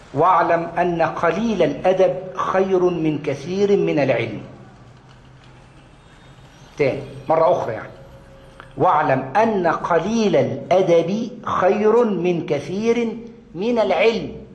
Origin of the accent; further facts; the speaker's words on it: Egypt; والله أتى لي بأسماء أنا كنت لا أعرف أنهم مدفونون عندنا في مصر، أسماء كبيرة جدا